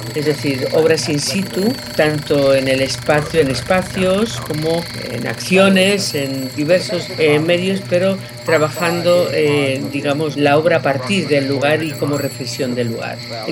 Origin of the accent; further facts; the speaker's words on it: Las Palmas de Gran Canaria, Canary Islands, Spain; born there; now in Madrid, Spain; yo soy nacida en Las Palmas de Gran Canaria, aunque he vivido en muchos sitios, y en Madrid desde mediados de los años 50, aunque siempre estuve muy ligada a Madrid por mis estudios de piano